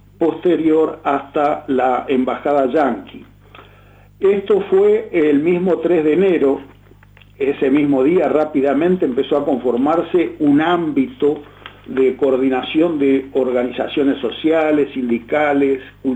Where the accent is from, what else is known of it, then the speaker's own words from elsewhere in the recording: Uruguay; ¿quiénes somos, los uruguayos o las petroleras?